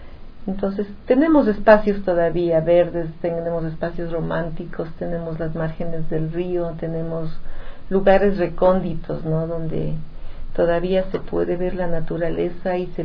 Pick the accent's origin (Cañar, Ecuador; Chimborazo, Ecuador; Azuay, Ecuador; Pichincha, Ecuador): Cañar, Ecuador; Azogues; aquí para conversar de la ciudad de Azogues, mi ciudad natal.